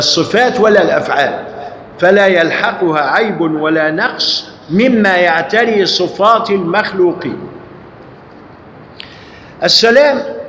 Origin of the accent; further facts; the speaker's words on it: Egypt; لذلك الجماعة لما عندنا في مصر لما يقرأ الآيات القرآنية